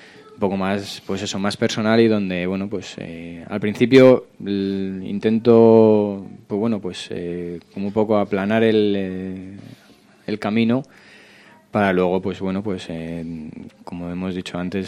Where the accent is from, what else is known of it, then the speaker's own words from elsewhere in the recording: San Sebastián de los Reyes, Community of Madrid, Spain; Además, soy de San Sebastián de los Reyes.